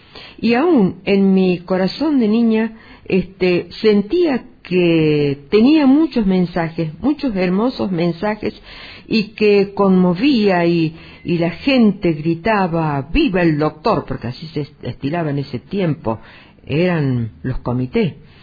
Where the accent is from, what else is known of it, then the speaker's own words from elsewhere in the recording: Tilquicho, Córdoba, Argentina; born there; pronto voy a cumplir 80 años, y aunque a ustedes les parezca mentira, yo nací en Tilquicho en el año 32